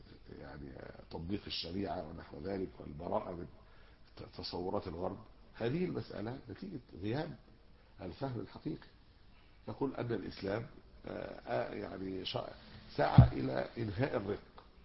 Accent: Egypt; أنتوا فين الخناقات اللي على الرقيق يعني عندنا في مصر؟

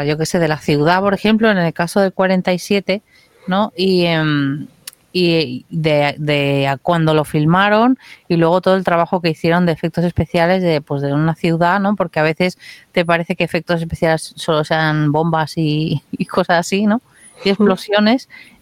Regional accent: Barcelona, Catalonia, Spain; yo nací en Barcelona, entonces yo veía las imágenes esas

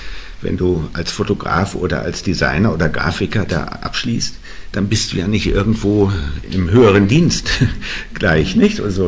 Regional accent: Hamburg, Germany; Also ich bin in Hamburg aufgewachsen.

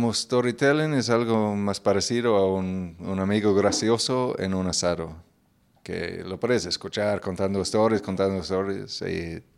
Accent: Northern Ireland, United Kingdom; Spanish is a second language; En mi pueblo, a ver, mi pueblo... No, me parece que no. La ciudad cercana es Belfast, que ya tiene 1,000,000 y pico de habitantes.

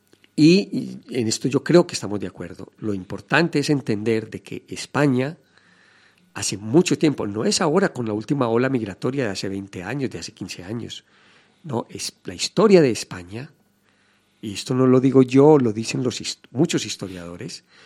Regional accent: Colombia; born there; moved away; yo soy colombiano de nacimiento, pero al momento de salir de mi país y empezar a vivir una vida migratoria

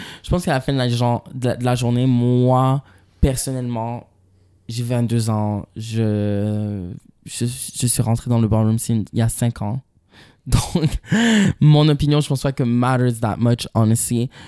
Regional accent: Montreal, Quebec, Canada; moi, j'ai grandi à Montréal.

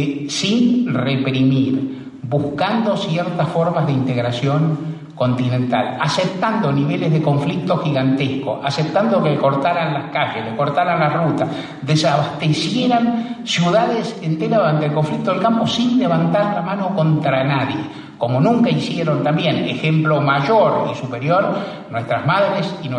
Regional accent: Argentina; Como argentino que soy, como nieto de rusos impresentables que soy

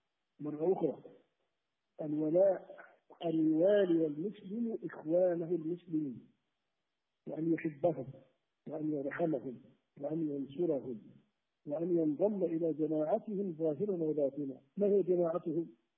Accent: Algeria; أنا كمسلم، مثلا أنا مواطن جزائري

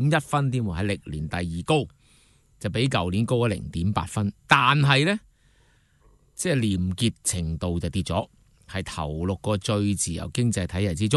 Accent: Hong Kong; 今天就當然比較即我們香港人要留意的

